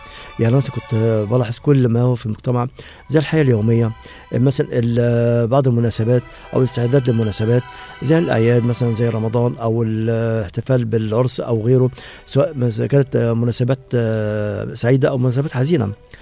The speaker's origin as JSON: {"language": "Arabic", "region": "Faiyum Governorate", "country": "Egypt", "tie": "born there", "said": "من مواليد محافظة الفيوم 1958. نشأت في أسرة من الطبقة المتوسطة،"}